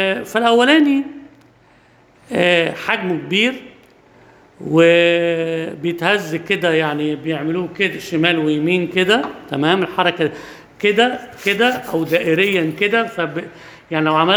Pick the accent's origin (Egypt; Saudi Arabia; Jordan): Egypt; مش عندنا في مصر بس،